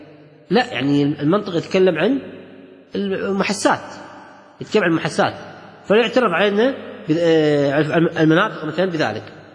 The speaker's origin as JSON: {"language": "Arabic", "country": "Kuwait", "said": "وهذا إطلاق موجود عند الكويتيين في لهجتنا العامية."}